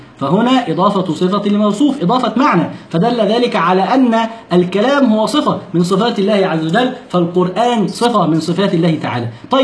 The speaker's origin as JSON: {"language": "Arabic", "country": "Egypt", "said": "يعني عندنا في مصر يسمونها لدغة"}